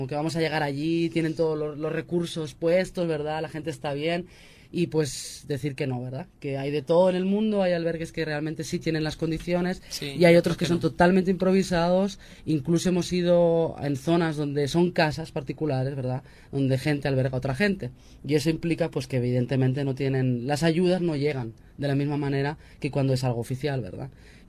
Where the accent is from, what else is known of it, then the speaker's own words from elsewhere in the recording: Spain; born there; a mí me toca como persona que nací en el Estado español, ¿verdad? Llamado también desde aquí Estado histérico.